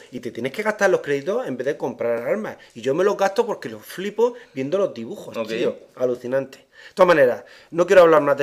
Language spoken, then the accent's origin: Spanish; Spain; Te estoy diciendo lo español porque soy español.